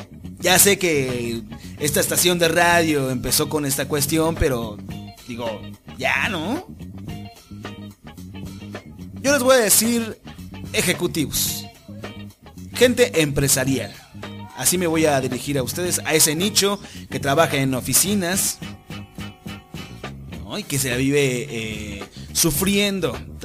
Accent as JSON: {"language": "Spanish", "country": "Mexico", "said": "Como pueblo mexicano, vuelvo a invitar a todos"}